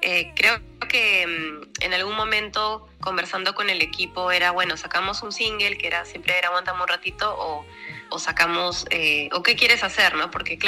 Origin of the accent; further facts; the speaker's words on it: Peru; acá en el centro de mi país, en Huancayo, que se llama Perú Central